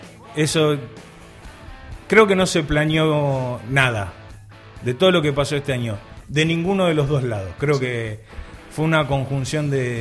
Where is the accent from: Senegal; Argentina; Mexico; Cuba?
Argentina; como todo argentino, como todo habitante de este suelo